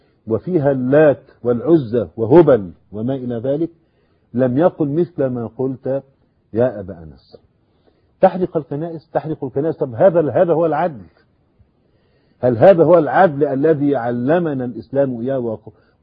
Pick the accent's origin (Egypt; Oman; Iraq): Egypt; إحنا ضيوف عنده في مصر